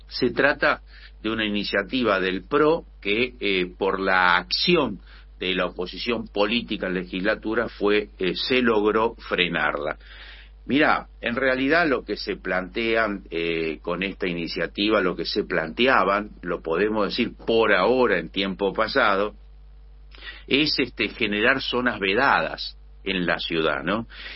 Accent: Buenos Aires, Argentina; no puedo dejar de plantear como porteño la preocupación

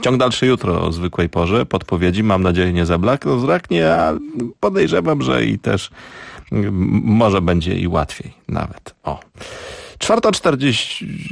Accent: Tarnów, Lesser Poland, Poland; To zespół z Tarnowa, ja też z Tarnowa

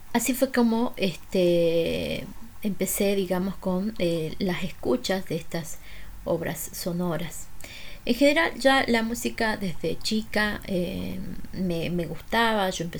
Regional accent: Jujuy, Argentina; moved away as an adult; Así que viajé a 1500 kilómetros de mi provincia natal.

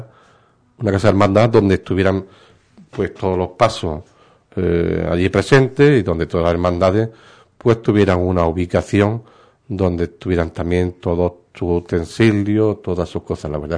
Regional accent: Ubrique, Andalusia, Spain; el potencial que a mí me interesa es el pueblo de mi pueblo de Ubrique

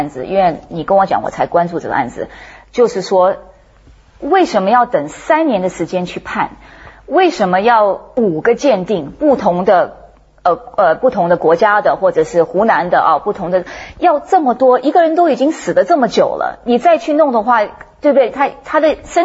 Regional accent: United States; born there; first language English; Chinese is a second language; 就是我在美国出生的中国人，所以我英文是我母语啊

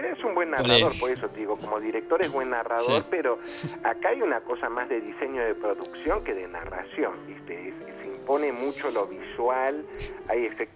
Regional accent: Argentina; Es una cuestión que a nosotros como argentinos nos interesa poco

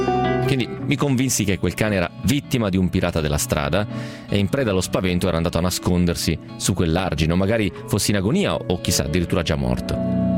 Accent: Piedmont, Italy; Albenga, che è una città nota dalle mie parti, cioè nel Novarese, nel Basso Piemontese

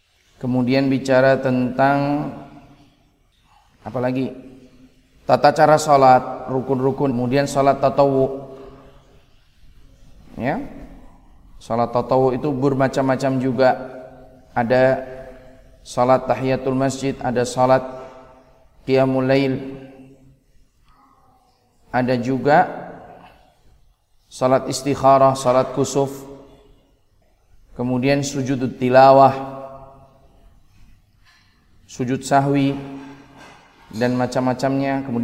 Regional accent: Yogyakarta, Special Region of Yogyakarta, Indonesia; Saya asli Jogja. Lahir di kota, anak kota ya. Kemudian orang tua dua-duanya juga dari Jogja, satu dari kampung, satu dari kota sini.

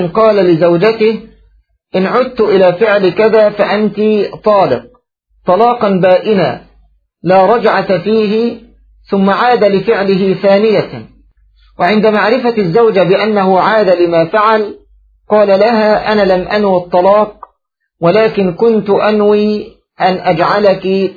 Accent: Egypt; فالرجل كما تقول العامة عندنا في مصر يربط بلسانه

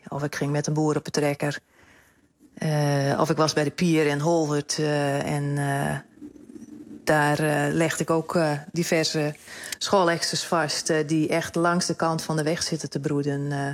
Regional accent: Ameland, Friesland, Netherlands; Ja, ik ben opgegroeid op Ameland. Ik woon er ook nog steeds.

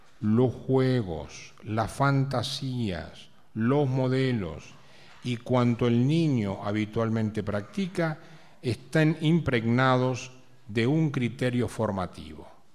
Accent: Argentina; Así como los argentinos tenemos una característica, los chilenos tienen otra, los mexicanos tienen otra.

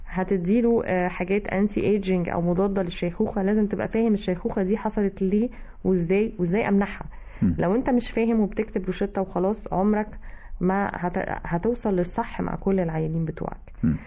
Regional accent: Egypt; احنا كمصريين بدأنا نستخدمه كلفظ ان احنا مش حابين بعض

